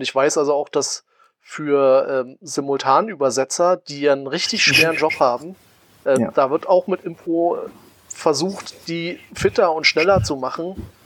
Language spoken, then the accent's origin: German; East Germany, Germany; Ja, also ich komme halt aus der DDR, ich hatte halt Russisch und dann Englisch.